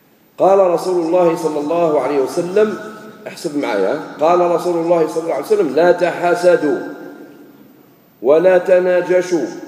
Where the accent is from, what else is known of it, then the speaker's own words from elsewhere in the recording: Algeria; أنا ثاني جزائري